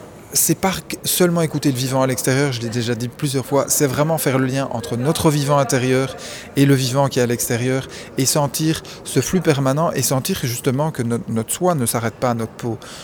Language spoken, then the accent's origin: French; Belgium; je suis belge en plus